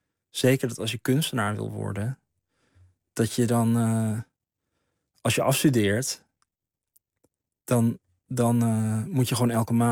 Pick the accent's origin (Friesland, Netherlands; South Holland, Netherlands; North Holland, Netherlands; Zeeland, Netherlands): North Holland, Netherlands; Bloemendaal; Dus dan zeg ik niet zo snel dat ik uit Bloemendaal kom, denk ik.